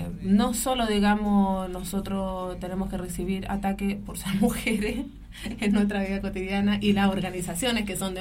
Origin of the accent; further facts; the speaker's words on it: Chile; yo soy chilena